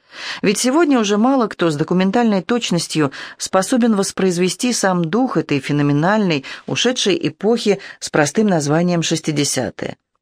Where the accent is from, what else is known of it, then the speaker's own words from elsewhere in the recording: Saint Petersburg, Russia; Вот, я из Ленинграда тоже пишу песни.